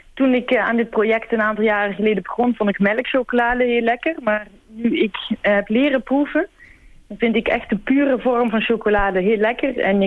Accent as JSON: {"language": "Dutch", "region": "Limburg", "country": "Netherlands", "also_born_or_lived": "Antwerp", "said": "Dus ik kom oorspronkelijk uit Nederlands Limburg en ging toen veel in Antwerpen bivakeren en ging daar ook voor een groot deel van de tijd wonen."}